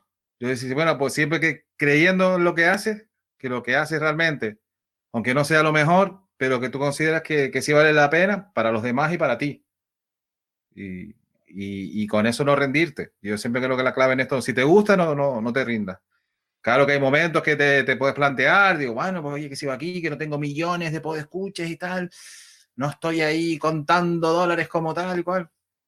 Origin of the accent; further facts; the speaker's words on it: Canary Islands, Spain; que soy de España, soy de las Islas Canarias